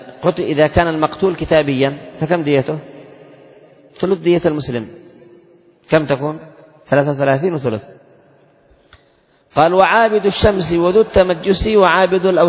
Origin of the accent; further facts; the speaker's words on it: Yemen; وعندنا في اليمن الخطأ 7,000,000 والعمد 10.